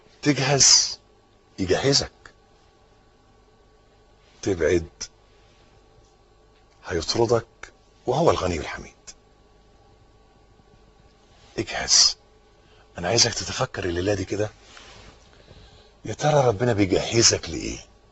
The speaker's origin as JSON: {"language": "Arabic", "country": "Egypt", "said": "حته الارض اللي احنا واقفين عليها دي بلدنا مصر"}